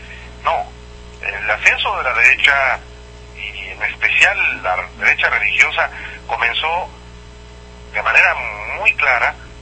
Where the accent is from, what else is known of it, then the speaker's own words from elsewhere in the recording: Jalisco, Mexico; now in León, Mexico; Uno es el gobernador de Jalisco, el estado de donde yo soy, Emilio González Márquez. El segundo es el gobernador de Guanajuato, donde ahorita me encuentro justamente aquí en León, Guanajuato